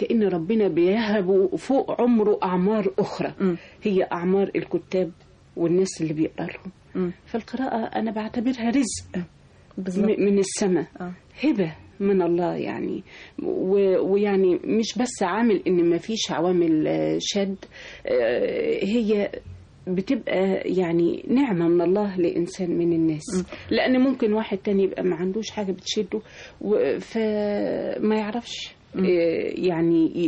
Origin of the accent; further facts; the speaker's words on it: Maghagha, Minya Governorate, Egypt; also born or lived in Cairo; في مغاغة.